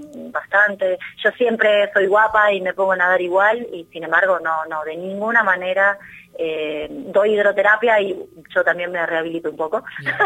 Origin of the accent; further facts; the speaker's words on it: Burzaco, Buenos Aires Province, Argentina; Sí, soy de Bursaco.